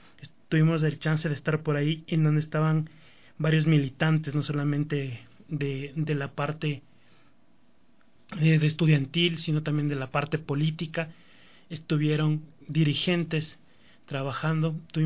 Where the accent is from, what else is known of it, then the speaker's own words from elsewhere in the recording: Ecuador; las necesidades que tenemos como ecuatorianos